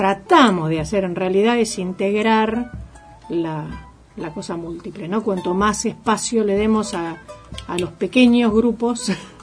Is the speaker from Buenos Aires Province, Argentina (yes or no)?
yes; Mar del Plata, Buenos Aires Province, Argentina; que tengo que decir que soy marplatense como el vicepresidente.